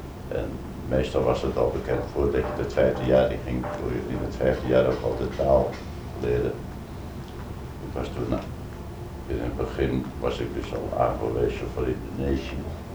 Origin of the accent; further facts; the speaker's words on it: Zandvoort, North Holland, Netherlands; Dus geboren en getogen in Zandvoort en Zee.